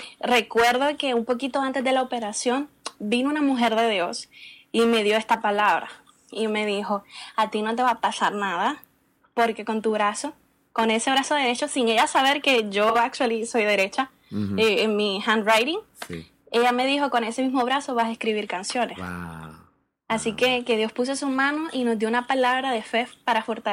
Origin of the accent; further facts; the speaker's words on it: Puerto Rico; yo soy, como mencioné, de Puerto Rico. Fui nacida y crecida en el Evangelio.